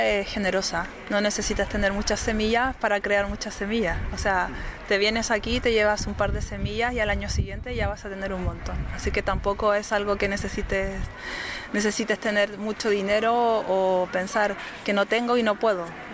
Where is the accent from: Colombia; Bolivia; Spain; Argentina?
Spain; Tanos, Cantabria; Yo soy de Tanos, pero está en Gornazo.